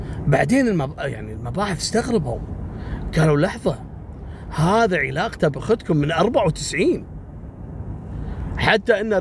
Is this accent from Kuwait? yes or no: yes; Kuwait; المهم راح إلى جمعية سوبر ماركت كبير عندنا في الكويت في منطقة اسمها منطقة ضاحية عبد الله السالم.